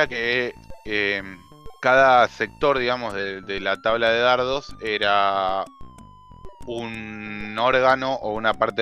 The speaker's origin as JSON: {"language": "Spanish", "country": "Argentina", "said": "No, boludo, yo soy argentino."}